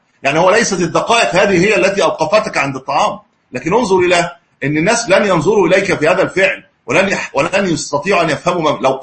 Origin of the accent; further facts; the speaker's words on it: Egypt; عندنا في مصر 19 أو 19.5 أعتقد